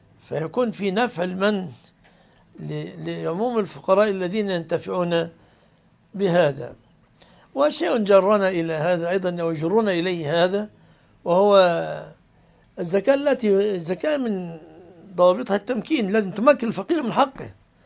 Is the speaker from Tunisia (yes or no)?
no; Egypt; وعندنا في مصر اللي عنده سيارة ما يسمى فقير في الغالب